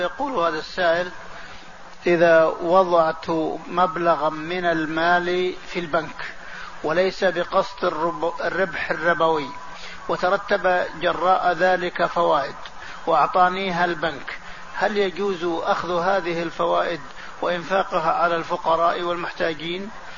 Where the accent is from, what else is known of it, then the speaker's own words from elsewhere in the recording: Algeria; جئت من بلدي الجزائر إلى مطار جدة،